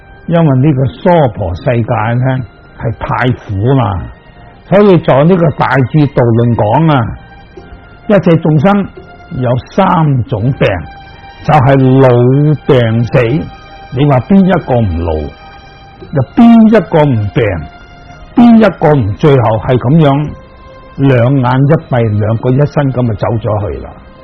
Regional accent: Hong Kong; 例如我哋香港人，就算大家好亲戚又好，好朋友又好

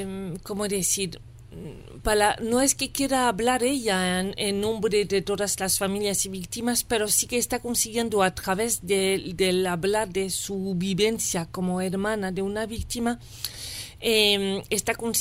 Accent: France; moved away; De yo salí de Francia y viviendo en París y salí en 2001

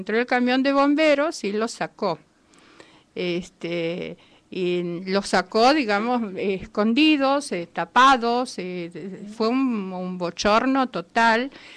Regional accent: Santiago del Estero, Argentina; soy de Santiago del Estero, estuve el 16 de diciembre, estaba en Santiago, ahora casualmente estoy aquí

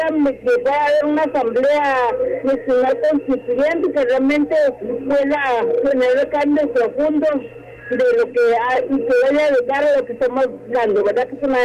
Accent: Guatemala; como guatemaltecos, vamos a aprovechar la oportunidad que nos da la coyuntura

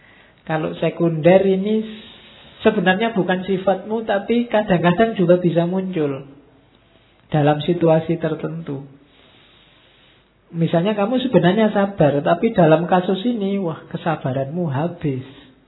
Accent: East Java, Indonesia; also born or lived in Yogyakarta; Atau sama-sama Jawa, neng aku Jawa Timur, harusnya rada gampang misuh-misuh sithik ngono.

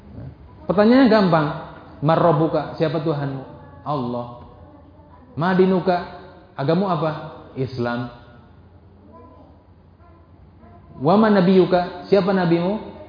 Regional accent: Indramayu, West Java, Indonesia; Zaman dulu saya kecil, karena saya hidup di Indramayu, tinggal lama ya di Indramayu, saya orang Indramayu

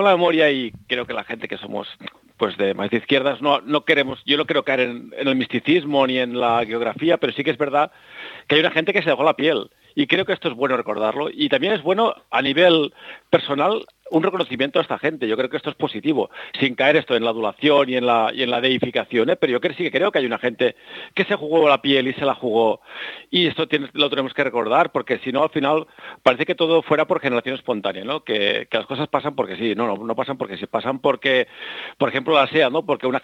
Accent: Lleida, Catalonia, Spain; Porque yo soy de Lleida, es una capital, digamos, más interior y donde no hay mucha industria

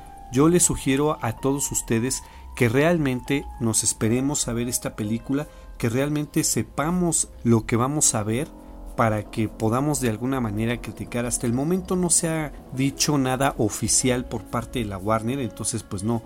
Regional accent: Mexico; Nosotros somos de México y también aprovecho para darle un saludo a toda la República Mexicana

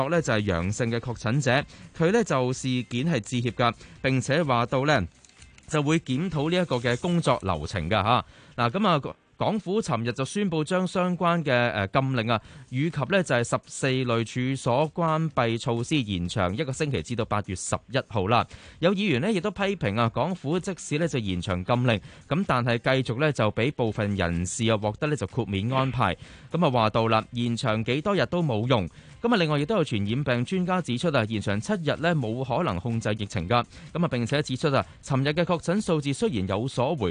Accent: Hong Kong; 的而且确咧就我哋香港人都惊惊啊。

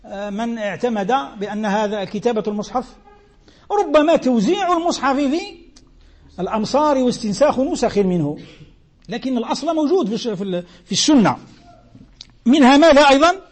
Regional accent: Algeria; ولو القيف كما نسموه احنا عندنا في الجزائر، الوقف

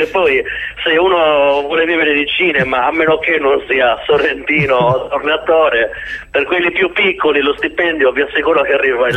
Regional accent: Serramanna, Sardinia, Italy; non è che io stia prendendo in giro Serramanna, ci mancherebbe altro. Ho voluto utilizzare il mio paese come esempio

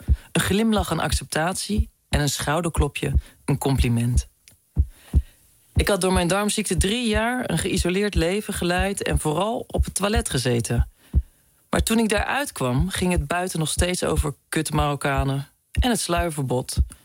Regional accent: Gouda, South Holland, Netherlands; want ik kom eigenlijk oorspronkelijk uit Gouda

